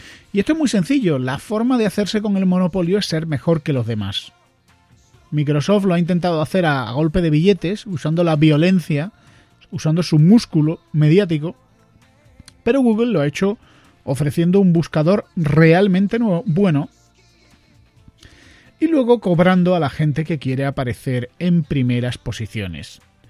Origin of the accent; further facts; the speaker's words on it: Granada, Andalusia, Spain; Es la fama que tenemos los de Granada. Somos los gallegos de Andalucía.